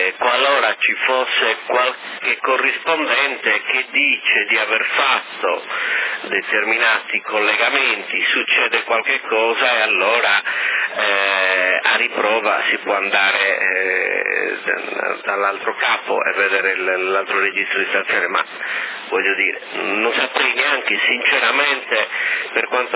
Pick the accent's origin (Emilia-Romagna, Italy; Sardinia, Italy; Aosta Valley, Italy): Sardinia, Italy; noi ci adeguiamo, siamo sardi, ci adeguiamo sempre.